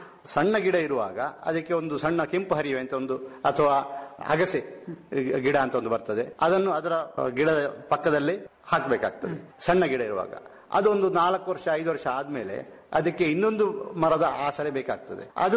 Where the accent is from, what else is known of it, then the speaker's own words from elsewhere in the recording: Uppinangady, Karnataka, India; ನಮ್ಮ ಊರು ದಕ್ಷಿಣ ಕನ್ನಡ ಉಪ್ಪಿನಂಗಡಿ ಸೈಡ್ ಇರುವುದರಿಂದ ಮಂಗಳೂರಿನ ದೊಡ್ಡ ಮಾರುಕಟ್ಟೆ ಇರ್ತದೆ.